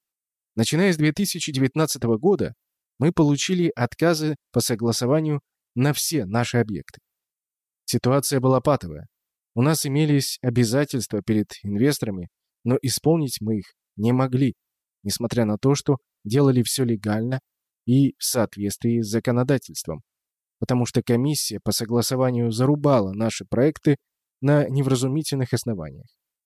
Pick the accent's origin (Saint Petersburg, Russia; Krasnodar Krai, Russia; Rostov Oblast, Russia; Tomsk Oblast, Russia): Saint Petersburg, Russia; Я, питерский гордец, был уверен, что нет места красивее моего родного города.